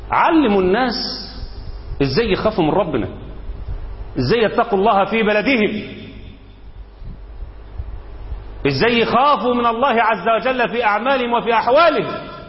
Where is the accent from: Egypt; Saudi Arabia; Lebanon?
Egypt